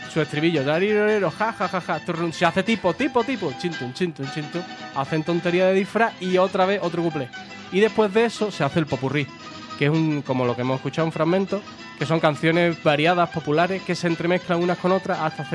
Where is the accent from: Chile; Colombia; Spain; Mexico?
Spain; Cádiz, Andalusia; En 2012 vendrán los marcianos y nos darán trabajo. Aquí a los de Cádiz.